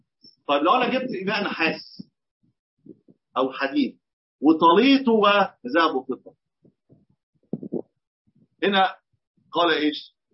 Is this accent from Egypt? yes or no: yes; Egypt; في بعض الاطقم الصالونات اللي موجوده في البيوت عندنا في مصر بتبقى مطليه